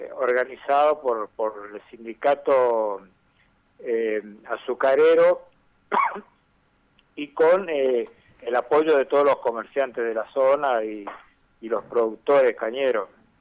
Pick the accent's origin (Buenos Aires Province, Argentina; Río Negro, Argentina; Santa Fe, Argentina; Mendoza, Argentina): Santa Fe, Argentina; Villa Ana; Yo soy de Villana, 80 kilómetros al norte de Reconquista